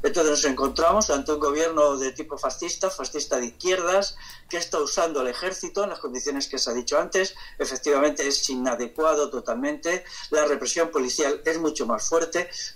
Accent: Castile, Spain; yo que soy castellano

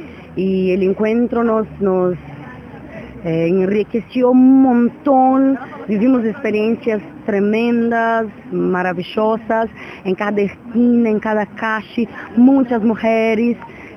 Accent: Brazil; Spanish is a second language; now in Buenos Aires, Argentina; Somos mujeres brasileñas que vivimos en Buenos Aires.

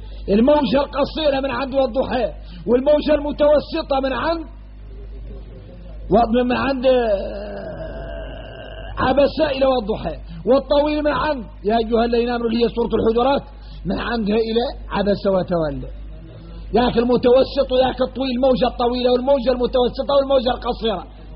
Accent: Mauritania; وإحنا موريتاني فاصلين في حد يطول

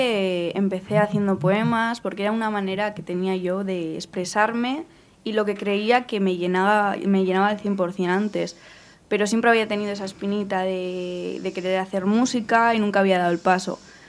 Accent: Etxebarri, Basque Country, Spain; also born or lived in Basauri; Yo soy de Etxebarri. Bueno, nací en Basauri, pero sí, Etxebarri San Antonio.

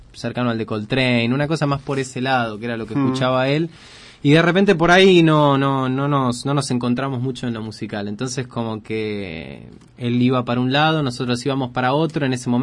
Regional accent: Argentina; Es como que, claro, somos argentinos, escribimos en inglés, una Big Band de cuatro.

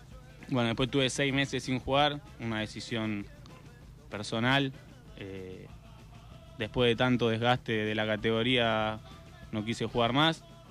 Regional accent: Villa Sarmiento, Buenos Aires Province, Argentina; soy de Villa Sarmiento, un barrio que queda entre Ramos y Aedo, muy cerca de la sede Centro Español. Me crié ahí, mis viejos fueron parte de ese club

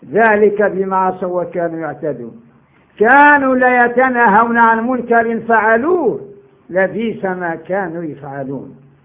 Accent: Morocco; قال لي انت منين؟ قلت له انا مغربي.

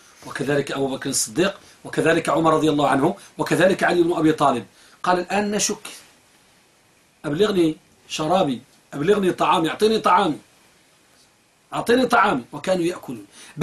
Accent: Morocco; ولا سيما أخص بلادنا المغرب

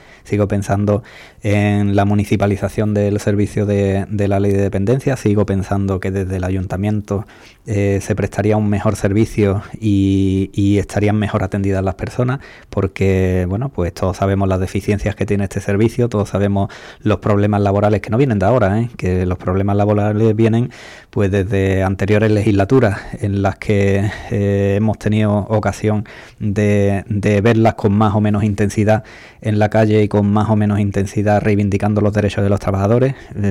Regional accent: Ubrique, Andalusia, Spain; felicitarnos a todos los andaluces, ubriqueños también, como buenos andaluces que somos

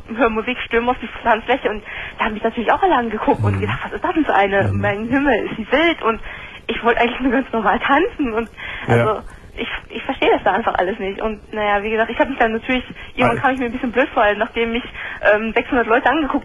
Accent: Germany; born there; Meine Mutter ist ganz Vietnamesin, mein Vater ist halb Vietnamese, halb Amerikaner.

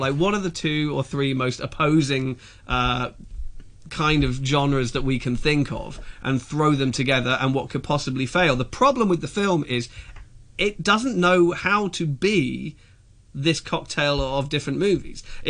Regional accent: South East England, United Kingdom; And I grew up in Sussex, and it's not totally dissimilar.

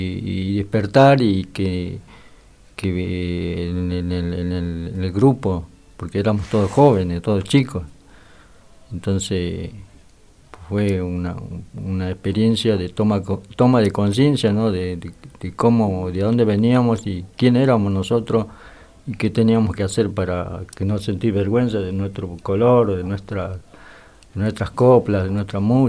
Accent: Ovara, Jujuy, Argentina; Vengo de la comunidad de Ovara, de departamento de Humahuaca, Jujuy.

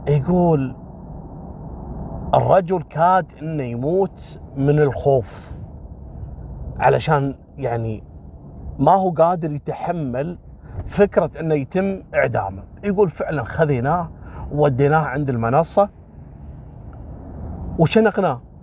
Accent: Kuwait; حصلت عندنا في الكويت في واحد اعتقد فلبيني او صيني تم اعدامه في الكويت

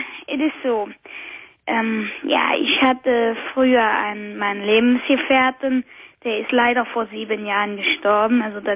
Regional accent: Cologne, North Rhine-Westphalia, Germany; Ja, ich bin eine Kölsche Mädchen.

